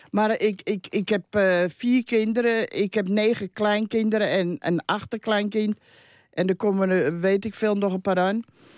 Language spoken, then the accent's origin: Dutch; Amsterdam, North Holland, Netherlands; Ik ben een Amsterdamse. Zat ik in die christelijk dorp.